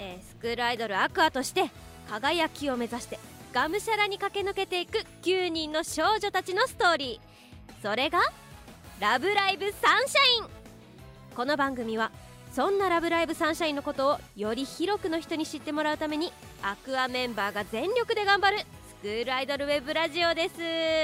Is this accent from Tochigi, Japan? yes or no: yes; Tochigi, Japan; also born or lived in Kanagawa; 22歳でございます。そしてですね、出身地が、生まれは神奈川なんですけど育ちが栃木で、高校1年生まで栃木に住んでてっていう感じなんですけど、まあ約10年大事な時期を栃木で過ごしましたので、栃木県出身ということにさせていただいてます。